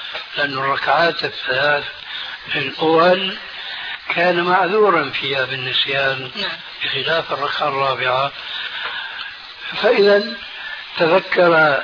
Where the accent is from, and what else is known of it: Syria